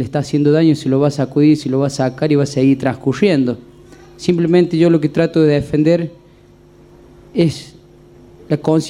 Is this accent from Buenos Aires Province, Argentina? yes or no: no; Villa Dolores, Córdoba, Argentina; born there; nací en Villa Dolores, ciudad de mis amores, y habitante de todo el Valle de la Sierra, y ahora ya ciudadano de la Sierra, pues he vivido también en Parabachasca